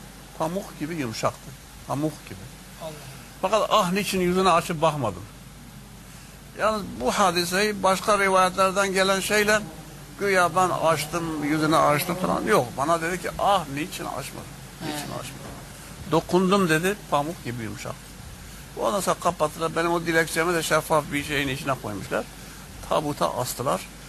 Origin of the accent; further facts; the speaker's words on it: Urfa, Şanlıurfa, Turkey; Ve Urfalıyım deyince adeta böyle içini döker gibi kendisi bu meseleyi anlattı.